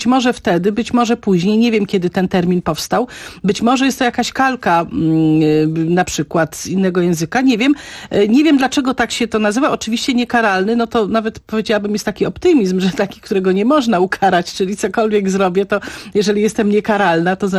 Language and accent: Polish; Kielce, Świętokrzyskie Voivodeship, Poland; ja się wychowałam w Kielcach i tam wtedy tego nie zauważyłam